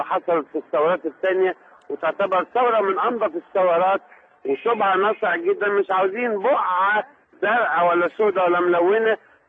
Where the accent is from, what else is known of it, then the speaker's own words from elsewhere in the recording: Egypt; احنا مصريين